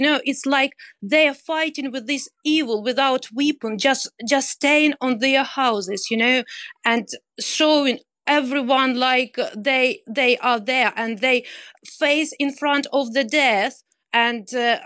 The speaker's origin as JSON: {"language": "English", "town": "Zhytomyr", "region": "Zhytomyr Oblast", "country": "Ukraine", "moved": "as an adult", "lives_now": "United Kingdom", "said": "As you mentioned, I came from Zhytomyr, and just a couple of days ago, our town was ruined as well by the air."}